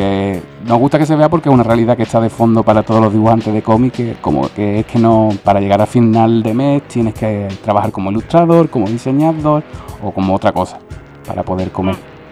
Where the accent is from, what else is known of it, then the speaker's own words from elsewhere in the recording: Cádiz, Andalusia, Spain; Yo soy de Cádiz, que se me nota por el acento, y allí lo compraba perfectamente sin problemas.